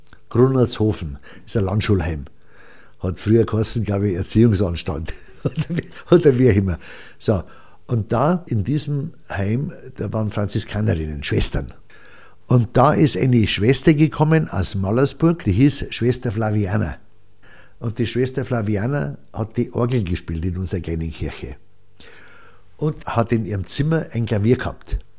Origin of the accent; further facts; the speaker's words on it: Hebertsfelden, Bavaria, Germany; also born or lived in Franconia; Und ich bin im Rottal aufgewachsen, ich bin in Franken aufgewachsen. Der Hauptwohnsitz war München, aber während der Kriegsereignisse hat man mich, also mein Vater hat mich meistens immer mitgenommen. Das war Hebertsfelden, liegt zwischen Pfarrkirchen und Eckenfelden